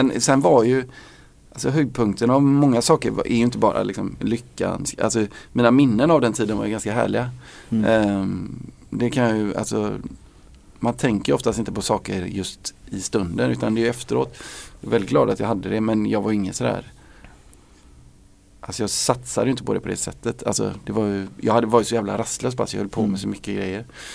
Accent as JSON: {"language": "Swedish", "town": "Gothenburg", "region": "Västra Götaland County", "country": "Sweden", "tie": "born or raised there", "said": "när jag var liten i Göteborg på 80-talet så stängde krogarna väldigt tidigt"}